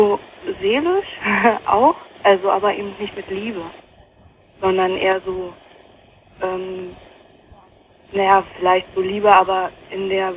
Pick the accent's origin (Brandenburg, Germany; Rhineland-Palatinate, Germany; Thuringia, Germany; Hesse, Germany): Brandenburg, Germany; Potsdam; ich komme eigentlich eben aus Potsdam und bin nach Nordrhein-Westfalen und ja, da habe ich dann noch halt ein halbes Jahr ungefähr noch weiter da gewohnt.